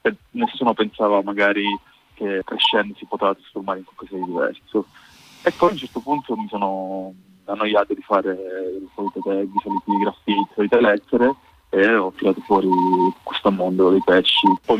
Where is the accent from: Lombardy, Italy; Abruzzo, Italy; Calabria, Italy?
Calabria, Italy; Catanzaro; io sono originario di Catanzaro